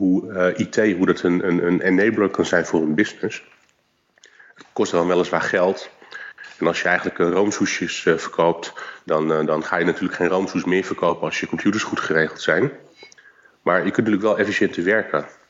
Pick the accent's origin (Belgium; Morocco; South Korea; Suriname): South Korea; Ja, ik kom natuurlijk uit Korea.